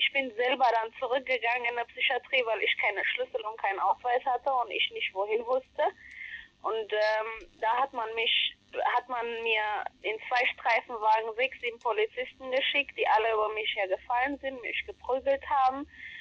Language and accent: German; Ethiopia; now in Germany; Ich habe einen blauen Pass, ich darf nicht zu meiner Heimat zurück. Ich kann überall hin und nicht in meine Heimat.